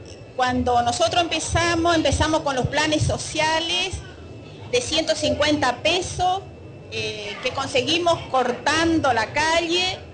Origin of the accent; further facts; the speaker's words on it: Formosa, Argentina; vengo de una provincia de Formosa, del campo, donde realmente en el campo, en un pueblito, como todos saben, las provincias del norte, está muy marcado el machismo.